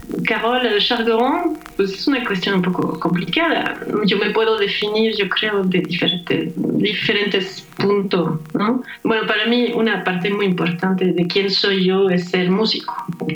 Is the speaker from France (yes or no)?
yes; France; Spanish is a second language; moved away as an adult; now in Mexico; yo soy francesa, he vivido en Francia básicamente toda mi vida. Y pues por cuestiones personales, hace 17 años vine a vivir a México.